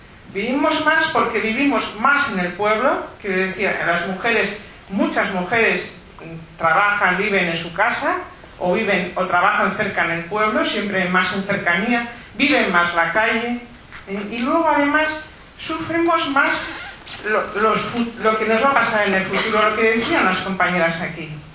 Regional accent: Muskiz, Basque Country, Spain; Bueno, yo vengo de Muskiz a Abanto Ciérvana, Meatzaldea, ¿eh?

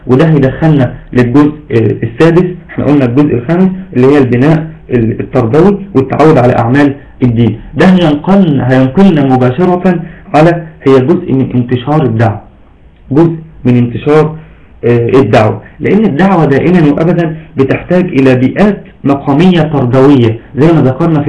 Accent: Egypt; بس دايما عندنا في مصر بيقولوا تعرف فلان

